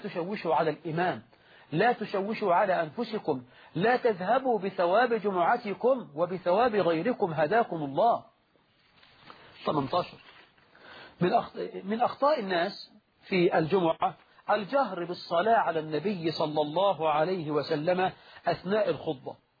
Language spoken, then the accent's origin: Arabic; Egypt; وهذا يحصل في بعض المساجد في الريف عندنا في مصر